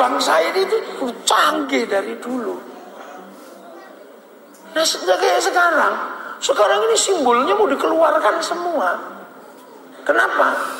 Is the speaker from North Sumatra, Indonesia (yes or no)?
yes; Medan, North Sumatra, Indonesia; Bapak tahu saya dari Medan.